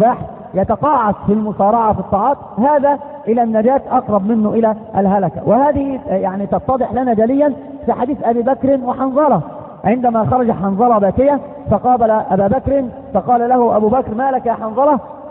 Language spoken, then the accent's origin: Arabic; Egypt; كما قالوا عندنا في مصر مثل يقارب هذا المعنى